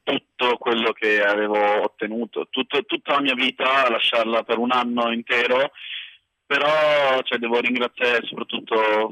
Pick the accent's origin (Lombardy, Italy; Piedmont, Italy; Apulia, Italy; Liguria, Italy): Lombardy, Italy; Milan; now in Patiala, India; io vengo da Milano, del centro di Milano